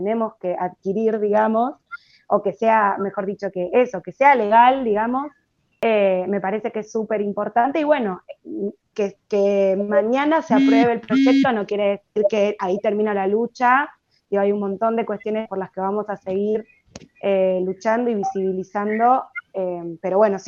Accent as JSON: {"language": "Spanish", "country": "Chile", "said": "igual yo encima vengo de Chile, estoy mirando todo esto, vivo acá hace 6 años"}